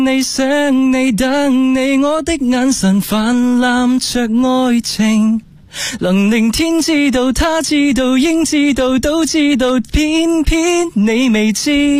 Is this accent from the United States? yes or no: no; Foshan, Guangdong, China; 我来自广东佛山。